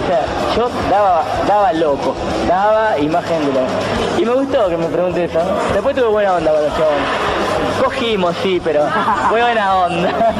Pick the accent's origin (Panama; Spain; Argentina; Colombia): Argentina; Mar del Plata, Buenos Aires Province; No, nunca dejamos Mar del Plata. Somos todos de Mar del Plata.